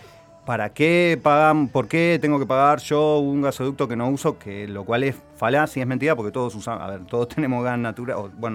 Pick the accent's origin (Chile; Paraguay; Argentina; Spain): Argentina; algo que nos debería generarnos orgullo como argentinos, argentinas, lo que se logró hacer